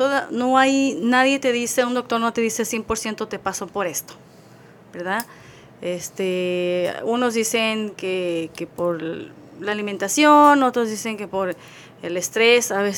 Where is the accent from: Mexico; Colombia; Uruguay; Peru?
Mexico; Guadalajara, Jalisco; Soy de Guadalajara, Jalisco.